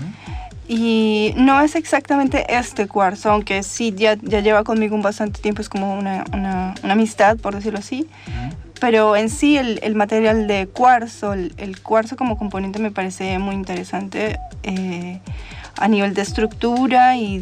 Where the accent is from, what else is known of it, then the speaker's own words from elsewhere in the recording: Colombia; born there; Me siento latinoamericana, nací en Colombia.